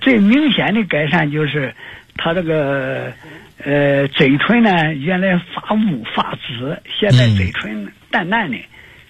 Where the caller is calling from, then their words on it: Nanjing, Jiangsu, China; 我是南京的